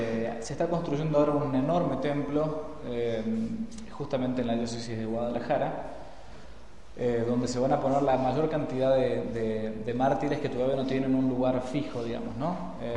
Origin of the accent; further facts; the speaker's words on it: Argentina; se asombraban que uno siendo argentino conociera de estos temas, ¿no? Allá.